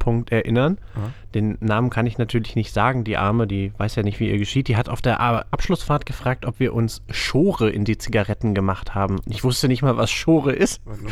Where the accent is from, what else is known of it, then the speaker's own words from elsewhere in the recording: eastern Germany, Germany; Ich komme aus der DDR.